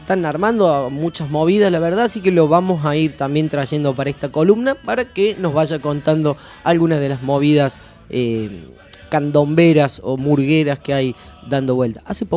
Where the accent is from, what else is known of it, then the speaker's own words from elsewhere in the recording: Córdoba, Argentina; now in La Plata, Argentina; ¿Qué hace un cordobés en la ciudad de La Plata? Y se enamora de la ciudad.